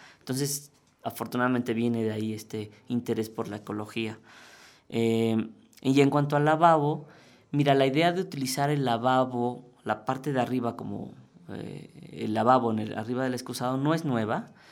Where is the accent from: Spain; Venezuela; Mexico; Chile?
Mexico; ¿quién puedo ser yo como diseñador mexicano en un mundo global? Pues la respuesta es fácil, pues un diseñador mexicano.